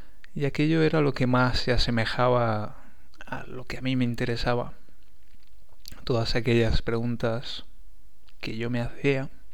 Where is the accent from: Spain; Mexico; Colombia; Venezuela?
Spain; Valencia, Valencian Community; born there; Nací en 1975 en Valencia, en España